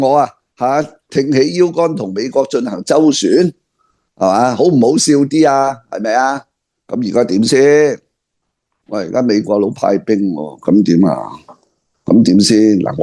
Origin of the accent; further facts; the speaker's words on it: Hong Kong; 我哋香港人出到一個咧咁英明嘅領袖